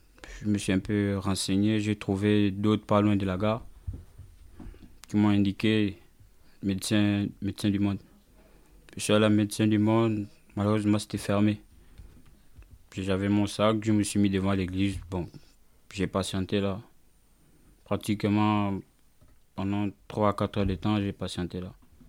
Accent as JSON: {"language": "French", "country": "Gabon", "lives_now": "France", "said": "je viens d'abord plus précisément du Gabon. Ouais. En arrivant en France, je suis rentré en France le 9 octobre."}